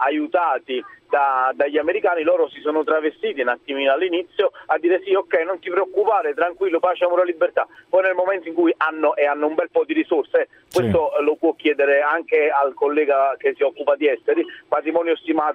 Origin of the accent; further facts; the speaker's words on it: Naples, Campania, Italy; No, io sono italiano, sono napoletano.